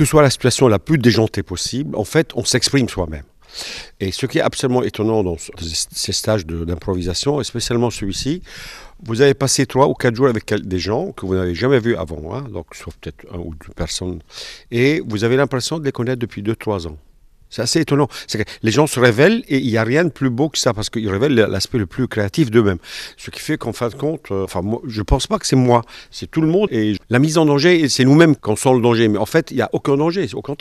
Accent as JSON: {"language": "French", "town": "Cergy", "region": "Île-de-France", "country": "France", "said": "donc je suis de Cergy"}